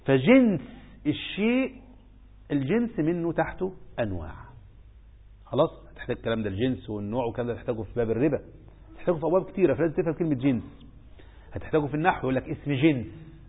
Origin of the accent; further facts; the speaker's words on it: Egypt; بقينا في 2-3 مليون زيادة عندنا في مصر